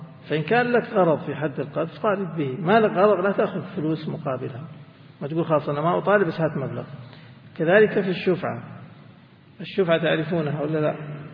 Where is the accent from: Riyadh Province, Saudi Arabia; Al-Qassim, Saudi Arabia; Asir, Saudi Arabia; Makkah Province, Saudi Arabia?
Makkah Province, Saudi Arabia; Mecca; وعندنا في مكة أجياد السد